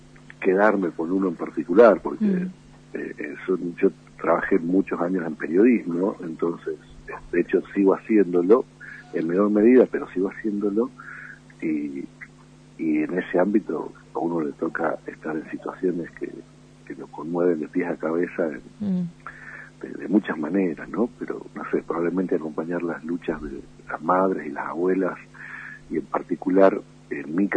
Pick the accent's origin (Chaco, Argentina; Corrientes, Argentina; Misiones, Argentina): Misiones, Argentina; also born or lived in Jujuy; now in Tucumán, Argentina; Yo nací en Jujuy, aunque no viví nunca en Jujuy. Yo viví en la provincia de Misiones y vivo desde el año 73 en Tucumán, o sea, hace mucho.